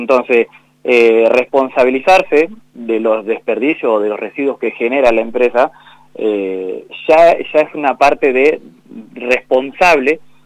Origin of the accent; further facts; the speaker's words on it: La Pampa, Argentina; Somos todos pampeanos